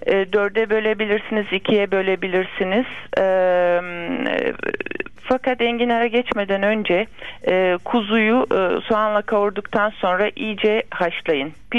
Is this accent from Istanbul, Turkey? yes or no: no; Bursa, Turkey; Ben Bursalıyım.